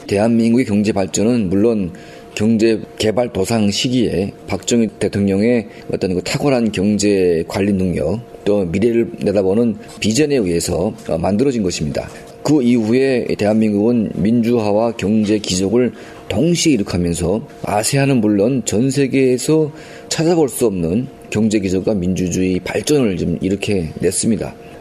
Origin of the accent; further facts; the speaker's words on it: North Korea; now in South Korea; 제가 1992년도에 첫 탈북을 해서 중국에 있을 때